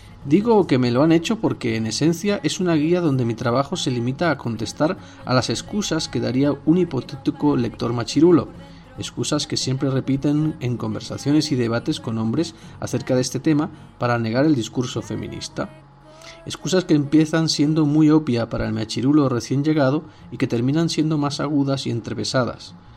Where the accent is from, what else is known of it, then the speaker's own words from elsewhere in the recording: Andalusia, Spain; o porque soy andaluza